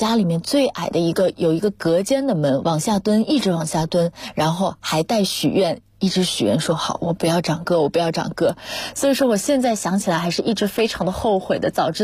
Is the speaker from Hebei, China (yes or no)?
no; Zhuji, Zhejiang, China; 我的家乡呢是在诸暨，这是一个浙江的小城市，